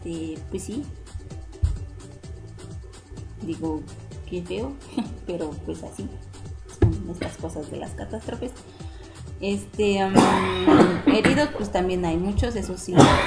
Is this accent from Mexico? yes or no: yes; Mexico; una de las cosas que creo que como mexicanos nos ayuda mucho desde hace muchísimos años es burlarnos de la muerte